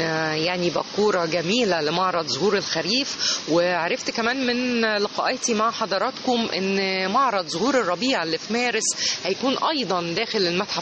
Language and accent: Arabic; Egypt; لان احنا كمصريين ومحتاجين اي لمسة جمالية خاصة في يومنا المزدحم